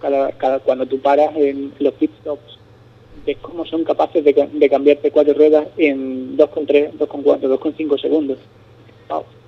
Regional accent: Spain; son pilotos españoles y como español, pues uno tiene ese sentimiento

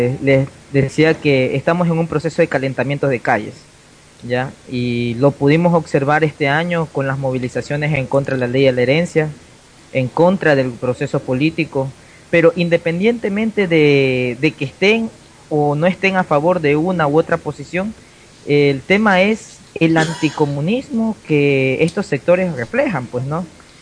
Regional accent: Ecuador; en este caso nosotros como ecuatorianos tomamos el ejemplo de Argentina

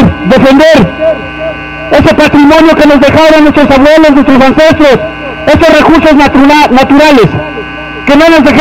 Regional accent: Huitzilapan, State of Mexico, Mexico; Nosotros venimos de Huitzilapan, un pueblo originario, un pueblo otomí del Estado de México.

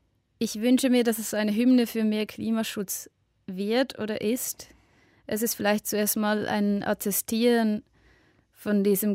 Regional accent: Switzerland; ich glaube, dass diese Themen umso wichtiger sind für mich als Schweizer Act quasi anzusprechen

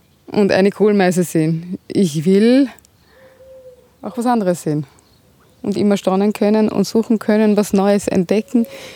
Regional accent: Austria; Aber die meisten Wildbienen sind Bodenbrüter bei uns in Österreich.

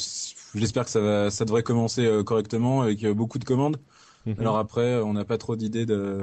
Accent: Lyon, Auvergne-Rhône-Alpes, France; ça sera d'abord sur Rhône-Alpes, vu que je suis de Lyon.

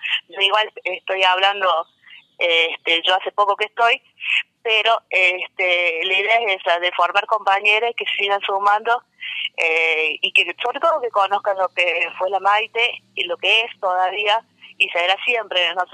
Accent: Córdoba, Argentina; venimos del norte de Córdoba, de un pueblito pequeño, de 5.000 habitantes aproximadamente. Sebastián Elcano

